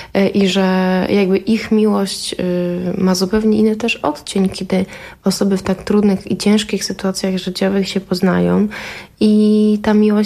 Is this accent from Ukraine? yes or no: yes; Ukraine; bo też jestem Ukrainką i też ten konflikt jest bardzo blisko i mojej rodzinie i mojemu sercu